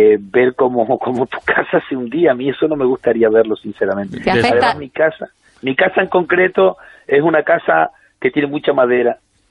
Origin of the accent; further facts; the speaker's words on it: Canary Islands, Spain; Las lavas estarán por mi pueblo, estarán por la zona que ya ha pasado, y es una sensación bastante mala.